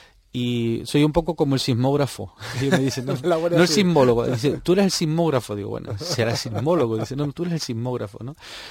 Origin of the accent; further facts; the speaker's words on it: Canary Islands, Spain; yo la viví de pequeño en La Palma